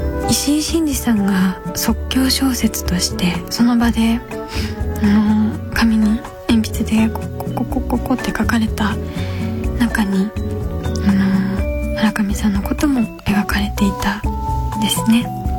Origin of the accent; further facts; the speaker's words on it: Kyoto, Japan; 私は京都出身なんですけど、父が京都人、母が東京の人ということで、父がずっと出張でお家にいなかったので、母親の言葉で基本育っていって、あんま上手じゃないんですよ